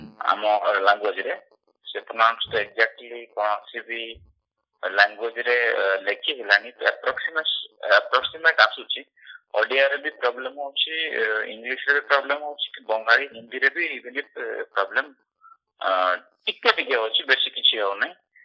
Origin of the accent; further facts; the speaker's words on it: Odisha, India; ଆଉ ମୋ ଗାଁ ହଉଛି ମୟୂରଭଞ୍ଜ ବୁଲଙ୍କର।